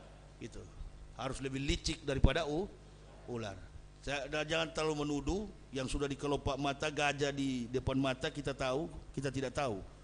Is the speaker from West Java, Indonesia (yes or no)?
no; Manado, North Sulawesi, Indonesia